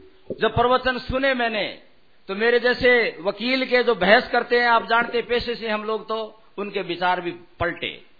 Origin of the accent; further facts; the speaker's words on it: Rajasthan, India; मैं राजस्थान के अंदर उस इलाके का रहने वाला हूं जो पानी की समस्या है।